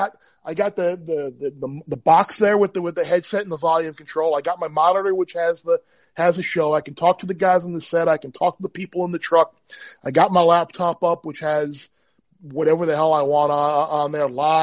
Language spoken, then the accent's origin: English; New York, United States; I mean, we grew up obviously on Long Island. And we had a little quarter horse track right by our house called Suffolk Meadows.